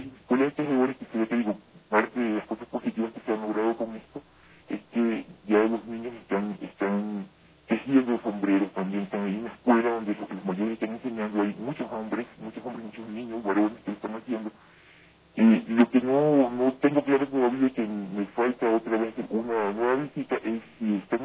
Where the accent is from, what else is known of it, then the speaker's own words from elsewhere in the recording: Ecuador; Somos manaditas, somos ecuatorianos todo y todo, es parte de un territorio